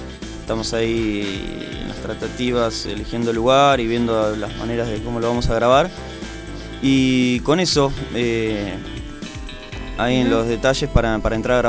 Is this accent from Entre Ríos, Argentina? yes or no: no; Mar del Plata, Buenos Aires Province, Argentina; Marplatense. Esta banda, bueno, empieza en el 2006. Somos todos de Mar del Plata.